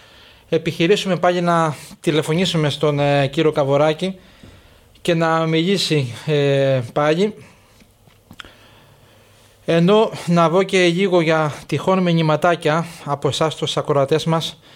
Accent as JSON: {"language": "Greek", "town": "Agiasos", "region": "North Aegean", "country": "Greece", "tie": "born or raised there", "said": "Ευχαριστώ τον Γιώργο Σταυρακέλη από τον τόπο μου, την Αγιά Σου της Λέσβου."}